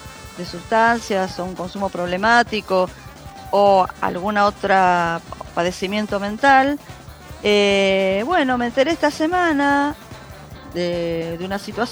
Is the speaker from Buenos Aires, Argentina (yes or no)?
yes; Buenos Aires, Argentina; nosotros somos de Matadero.